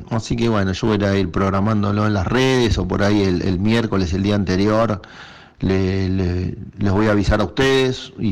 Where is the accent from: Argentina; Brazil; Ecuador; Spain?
Argentina; Nosotros somos argentinos y somos parte del mundo.